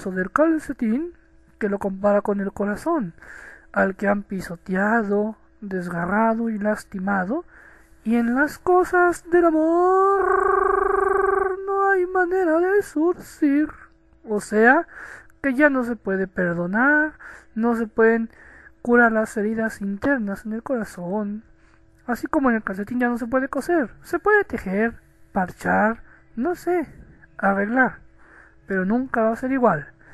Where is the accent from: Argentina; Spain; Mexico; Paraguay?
Mexico; de México, el cóndor de Latinoamérica